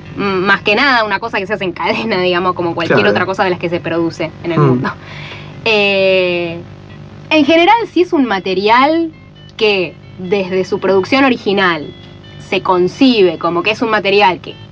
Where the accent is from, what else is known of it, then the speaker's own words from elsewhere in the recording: Buenos Aires, Argentina; accent: porteño; yo como argentina y ni siquiera digo yo porque tengo este acento porteño